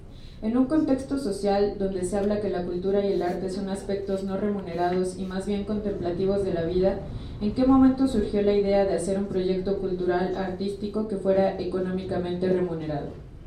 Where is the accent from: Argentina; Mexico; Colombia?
Mexico; Iztapalapa, Mexico City; born there; porque si bien hay menos centros culturales en Iztapalapa, que es de donde yo nací